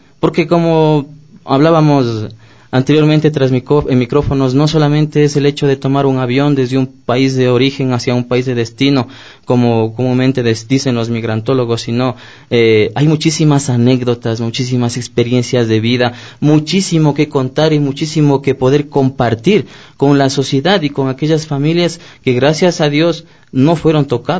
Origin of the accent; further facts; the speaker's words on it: Ecuador; moved away; podemos irnos y estar afuera 10, 15, 20, 25 años, pero no podemos perder la esencia. Somos ecuatorianos